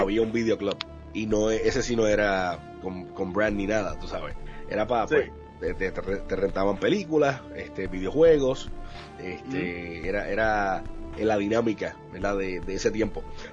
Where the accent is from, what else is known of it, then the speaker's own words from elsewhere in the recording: Trujillo Alto, Puerto Rico; yo recuerdo de pequeño en Trujillo Alto Plaza